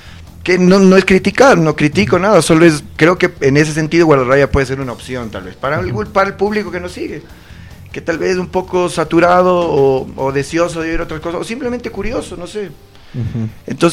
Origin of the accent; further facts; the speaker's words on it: Quito, Pichincha, Ecuador; Y somos quiteños, somos ecuatorianos.